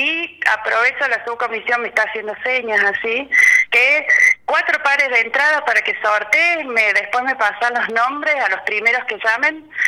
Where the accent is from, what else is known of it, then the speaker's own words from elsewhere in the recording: Salta, Argentina; now in Córdoba, Argentina; Yo soy salteña, vivo acá en Córdoba hace muchos años